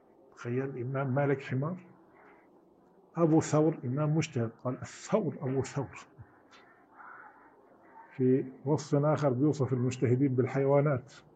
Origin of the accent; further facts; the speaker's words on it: Syria; عندنا في سوريا يسموها سكملة مثلا